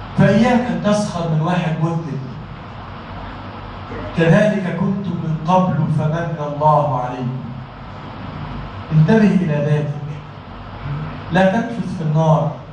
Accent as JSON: {"language": "Arabic", "country": "Egypt", "said": "اجعل بلدنا مصر بلدا آمنا وسائر بلاد المسلمين يا رب العالمين"}